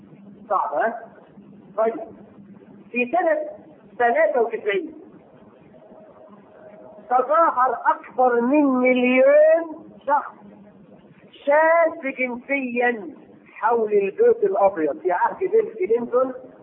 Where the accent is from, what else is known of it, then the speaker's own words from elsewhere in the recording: Egypt; وفي عندنا في مصر يسمي بنته دينا وديانا